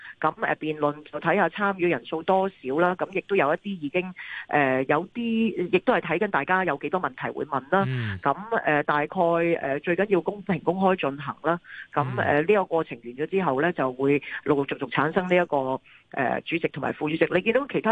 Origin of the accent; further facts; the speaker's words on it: Hong Kong; 我哋香港人